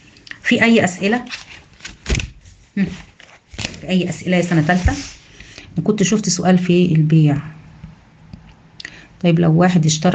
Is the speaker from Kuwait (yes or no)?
no; Egypt; يمكن مش متواجده عندنا في مصر